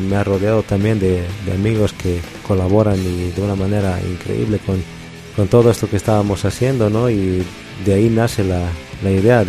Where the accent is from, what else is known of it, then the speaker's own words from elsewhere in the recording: Caranavi, La Paz, Bolivia; yo nací y crecí en Caranavi, radiqué algunos años en La Paz y luego volví aquí a Caranavi, ¿no?